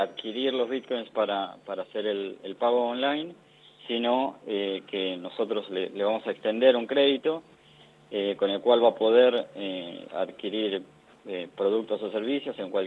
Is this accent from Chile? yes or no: no; Choele Choel, Río Negro, Argentina; Choel, Río Negro.